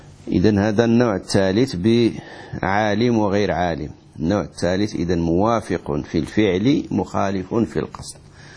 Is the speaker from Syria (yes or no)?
no; Morocco; عندنا في المغرب ناس يسافرون في رمضان ليفطروا